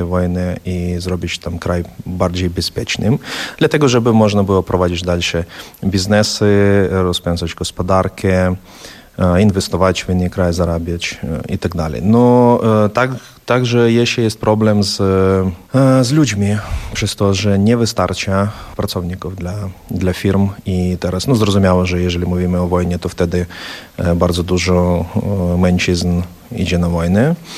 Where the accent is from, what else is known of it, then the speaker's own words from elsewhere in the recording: Ukraine; Polish is a second language; Ja to nie popieram jako Ukrainiec i nie popieram jako płatnik podatków w Unii Europejskiej.